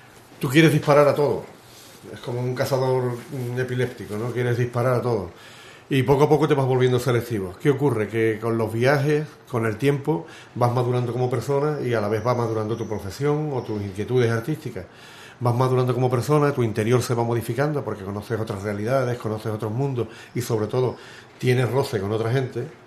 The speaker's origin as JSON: {"language": "Spanish", "town": "Ubrique", "region": "Andalusia", "country": "Spain", "tie": "born or raised there", "also_born_or_lived": "Estepona", "said": "soy de Ubrique, me siento de Ubrique, aunque haya nacido en Estepona, en Málaga. Aquí tengo toda mi infancia de los 10 años, mis amigos y mi vida. Lo que pasa es que a los 14 años salí de Ubrique y volví con 22"}